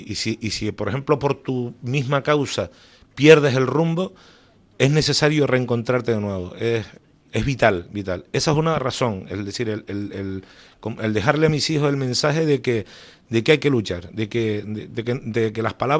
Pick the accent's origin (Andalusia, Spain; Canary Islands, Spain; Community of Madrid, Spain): Canary Islands, Spain; Yo reconozco que soy un velerito canario.